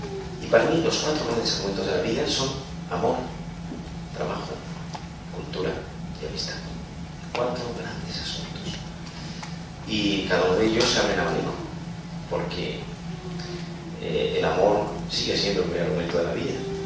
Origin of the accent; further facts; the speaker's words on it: Andalusia, Spain; now in Madrid, Spain; yo soy andaluz, aunque yo llevo media vida en Madrid